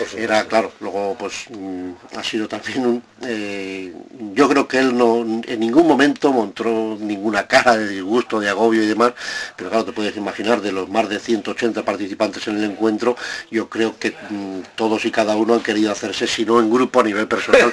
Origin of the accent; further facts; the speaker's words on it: Zaragoza, Aragon, Spain; para los que somos de aquí de Zaragoza